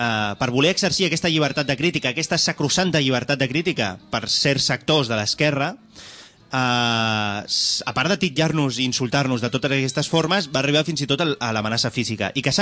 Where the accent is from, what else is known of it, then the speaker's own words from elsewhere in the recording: Barcelona, Catalonia, Spain; jo vinc d'una família obrera. La meva àvia era minera i la meva mare és assalariada. O sigui que a mi no em venguin la moto i m'he criat a Nou Barris.